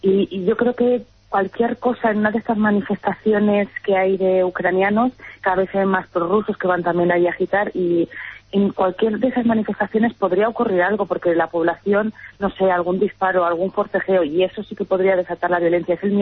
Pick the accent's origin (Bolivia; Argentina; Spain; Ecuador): Spain; now in Ukraine; saben si somos españoles